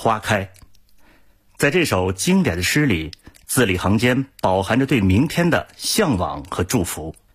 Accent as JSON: {"language": "Chinese", "region": "Inner Mongolia", "country": "China", "tie": "born or raised there", "lives_now": "Beijing, China", "said": "我的家乡在内蒙古，现居北京。"}